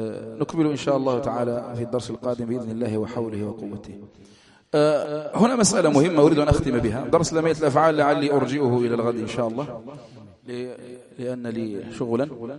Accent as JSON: {"language": "Arabic", "country": "Algeria", "said": "تعرفوا الحال في بلدنا يعني تمر بلدنا الجزائر يعني بأحداث عظام"}